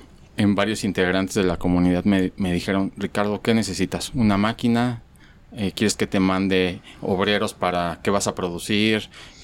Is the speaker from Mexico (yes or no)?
yes; Mexico; now in Guadalajara, Mexico; yo vengo de México, realmente tengo 1 año y medio, 2 años en Guadalajara